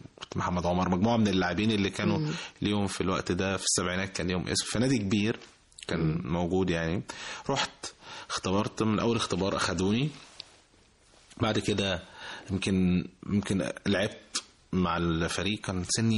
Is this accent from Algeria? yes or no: no; Egypt; also born or lived in Saudi Arabia; حتى انا ممكن اتولدت في السعوديه كنت بلعب كوره هناك بس برضو. في جنب البيت وكده, وبعد كده لما جيت مصر كملت